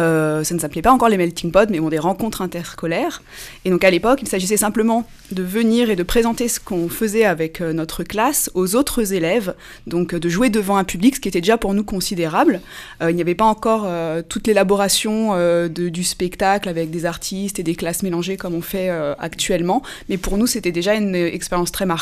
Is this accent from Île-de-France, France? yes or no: yes; Cergy, Île-de-France, France; je suis une enfant du pays. J'ai grandi à Cergy, j'ai été élève au Laris, puis au Collège des Touleuses, puis au lycée Alfred Kessler.